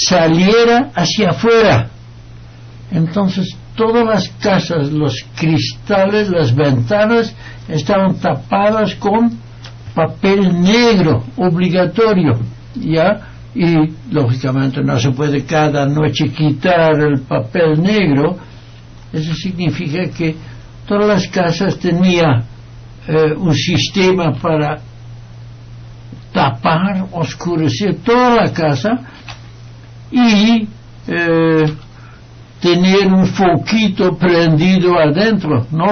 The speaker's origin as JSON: {"language": "Spanish", "country": "Netherlands", "said": "Trasladémonos a la Segunda Guerra Mundial en Holanda, mi tierra."}